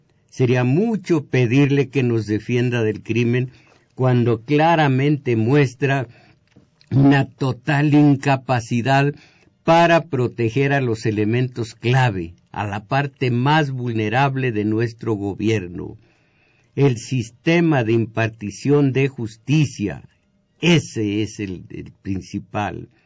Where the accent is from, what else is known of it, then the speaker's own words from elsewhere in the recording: Jalpa Mineral, Zacatecas, Mexico; un paisano de mi pueblo, de Jalpa Mineral